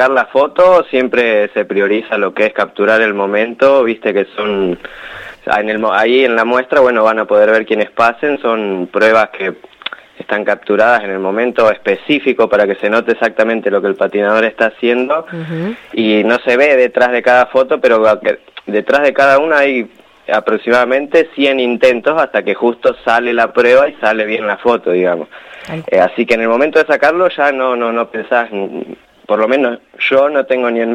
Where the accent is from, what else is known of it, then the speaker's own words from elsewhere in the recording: General Pico, La Pampa, Argentina; Había hecho algunas en General Pico, de donde yo soy oriundo